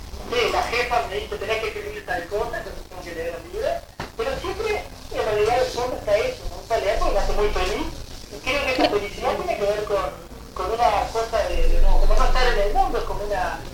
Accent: Canelones, Uruguay; born there; also born or lived in Santa Lucía; Nací en Canelones, viví un tiempo en Santa Lucía, ahí cerca del paseo, porque ahí en la parte como atrás del paseo, digamos, en un barrio de Santa Lucía, en la calle Borges. Y después no, vivo en Canelones, ahora vivo en Canelones.

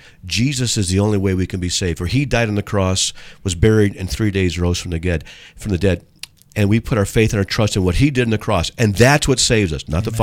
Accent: San Diego, California, United States; some of the people in there are from my hometown in San Diego.

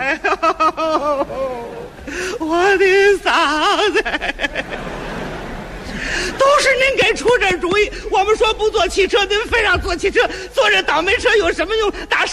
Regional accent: Tianjin, China; accent: Tianjin dialect; 要用咱们天津话讲啊，

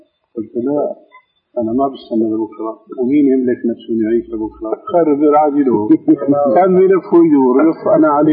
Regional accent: Damascus, Damascus Governorate, Syria; قالوا ناس عندنا في دمشق يعمل حلقة

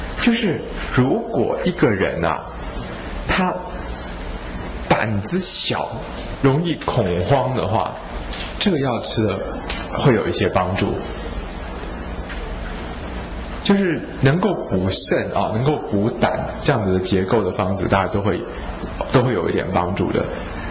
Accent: China; 甚至比如说我们中国人古代会说什么合欢皮可以捐愤

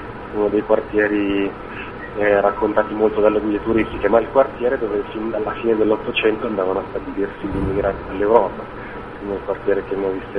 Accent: Milan, Lombardy, Italy; Io sono di Milano, quindi sono nato e cresciuto in città, circolato dalle persone.

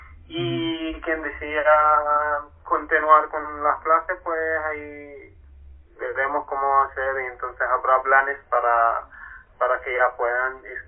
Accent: Palestine; Spanish is a second language; now in Chile; vengo de Palestina y yo estudié medicina en Cuba. Por eso tengo mi español, no llevo mucho tiempo aquí en Chile, llevo apenas 4 meses nada más.

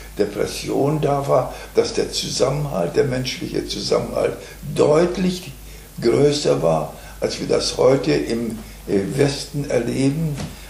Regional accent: Chorzów, Silesian Voivodeship, Poland; now in Germany; Ich komme aus dem schlesischen Raum.

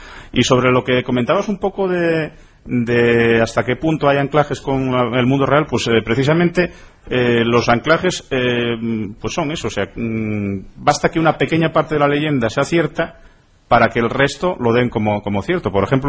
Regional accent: Salas, Asturias, Spain; En el concello de Salas, de donde soy, hay unas explotaciones de minería romana aurífera

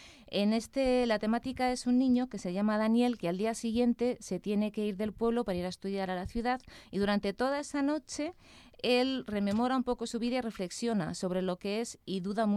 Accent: Valladolid, Castile and León, Spain; yo soy de Valladolid

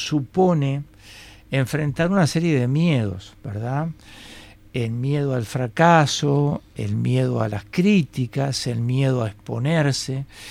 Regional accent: Montevideo, Uruguay; yo nací acá en Montevideo, pero yo soy fruto de la modernidad. Entonces, yo me crié jugando con bolitas

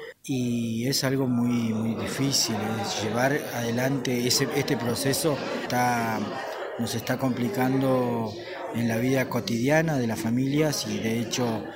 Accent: Nahuelpan, Chubut, Argentina; vengo de Nahuelpan, allá en cercanía de Esquela, unos 17 kilómetros más o menos está la comunidad.

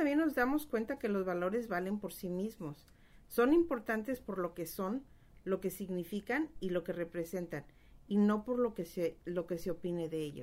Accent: Guadalajara, Jalisco, Mexico; en México, en Guadalajara, de donde yo soy, todavía cuando voy de visita

